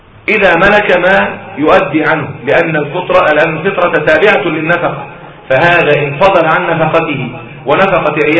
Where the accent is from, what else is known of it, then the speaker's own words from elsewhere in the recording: Egypt; مين بياكل التمر عندنا في مصر؟ التمر عندنا في مصر